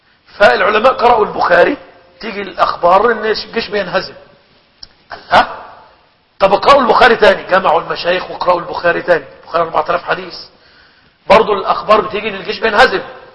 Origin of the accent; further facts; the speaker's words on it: Egypt; عندنا في مصر لما يقول كلمة كده يقول لك إيه لمؤاخذة